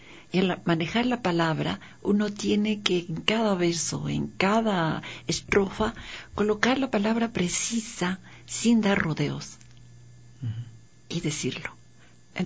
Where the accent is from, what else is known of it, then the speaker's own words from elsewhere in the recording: Quito, Pichincha, Ecuador; Porque yo, para mí era Quito, mi ciudad, mi país, mi continente, mi todo.